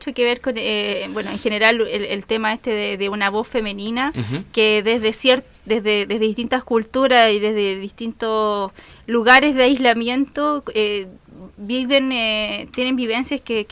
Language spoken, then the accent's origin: Spanish; Biobío, Chile; Entonces, combino eso con el tema de mi pueblo, de mi tierra natal, del Golfo Arauco, el tema de la minería